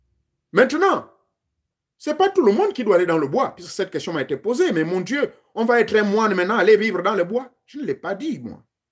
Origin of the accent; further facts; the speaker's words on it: Gabon; Chez moi au Gabon